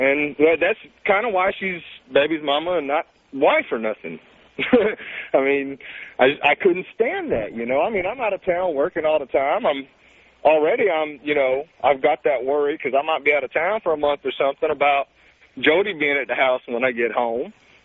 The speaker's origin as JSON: {"language": "English", "region": "the South", "country": "United States", "said": "I'm from the South, so you might understand where that comes from."}